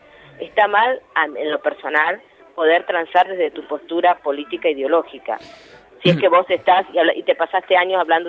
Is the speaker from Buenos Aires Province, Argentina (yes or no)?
yes; Moreno, Buenos Aires Province, Argentina; Porque vivo en Moreno, porque me nací en Moreno, me crié en Moreno